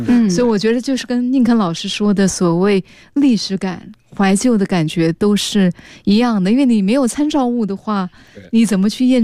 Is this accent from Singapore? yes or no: yes; Singapore; 我是新加坡人啊，